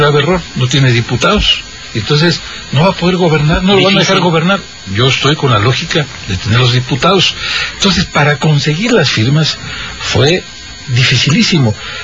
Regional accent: Catemaco, Veracruz, Mexico; Sí, soy de Catemaco, me están ayudando.

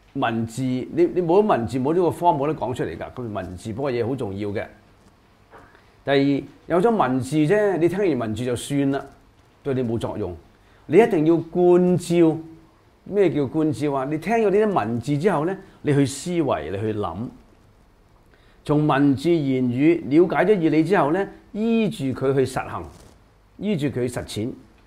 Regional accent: China; 有好多呢一類嘅人才，我哋中國人要急起直追啦。

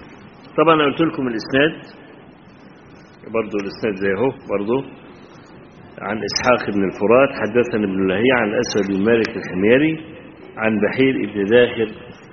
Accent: Egypt; وإحنا عندنا في مصر بنزرع القطن طويل التيلة

